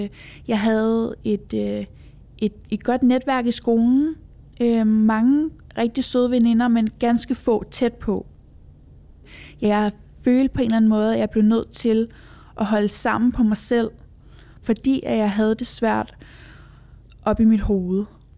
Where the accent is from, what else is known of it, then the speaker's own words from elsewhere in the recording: Copenhagen, Capital Region, Denmark; og jeg er 27 år gammel. Jeg er vokset op på Amager i en lille lejlighed i en andelskompleks.